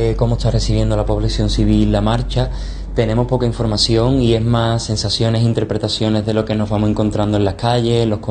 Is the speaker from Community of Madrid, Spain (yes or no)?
no; Cádiz, Andalusia, Spain; soy de Cádiz y estoy aquí grabando este vídeo desde Egipto.